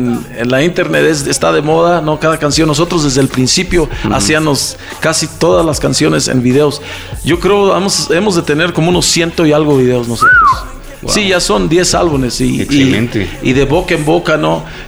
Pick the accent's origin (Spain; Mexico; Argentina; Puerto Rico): Mexico; now in United States; somos mexicanos, pero radicamos en Estados Unidos.